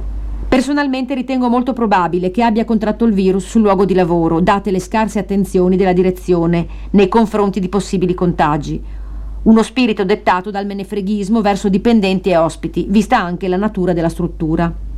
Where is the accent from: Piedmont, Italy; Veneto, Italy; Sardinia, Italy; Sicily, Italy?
Sardinia, Italy; born there; moved away; Noi siamo nate in Sardegna. Entrambe l'abbiamo lasciata per ragioni diverse